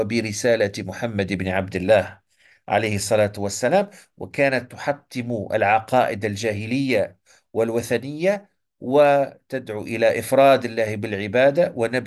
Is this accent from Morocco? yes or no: yes; Morocco; مثلا عندنا في المغرب